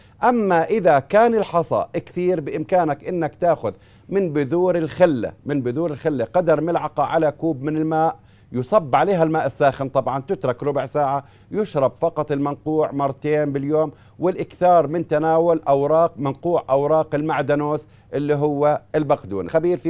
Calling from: Baghdad, Baghdad Governorate, Iraq; أنا من بغداد أشكو من حصوة في الكلية

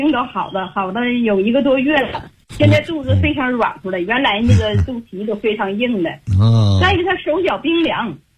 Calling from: Beijing, China; 我是北京的学员，我今年72岁了

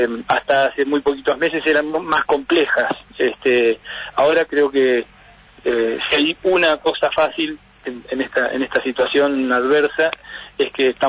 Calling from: Avellaneda, Buenos Aires Province, Argentina; de Avellaneda.

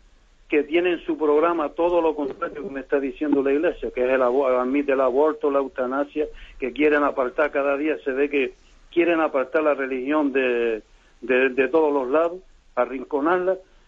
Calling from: Las Palmas, Canary Islands, Spain; aquí de Las Palmas, de Gran Canaria.

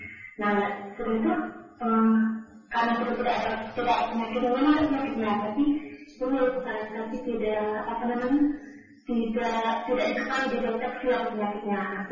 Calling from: Baturaja, South Sumatra, Indonesia; Saya dari Batu Raja Palembang

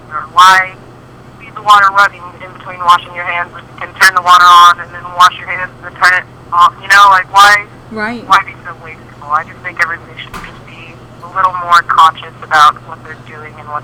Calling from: Austin, Texas, United States; Yes, I am calling you from Austin, Texas.

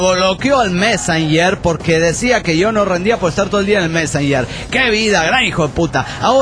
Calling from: Guadalajara, Jalisco, Mexico; de Guanatos, aquí en Jalisco, México.

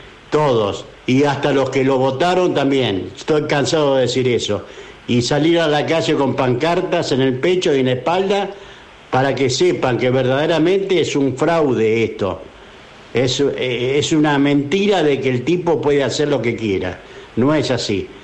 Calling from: Morón, Buenos Aires Province, Argentina; de Morón. Mire, feliz día para todos los colectiveros

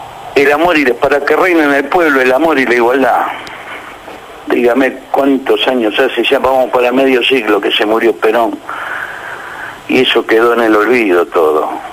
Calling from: Buenos Aires, Argentina; de la Boca.

